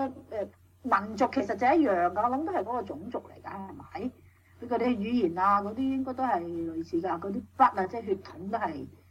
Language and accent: Cantonese; China; 但是我哋中國人咧都不忘將呢段歷史係寫去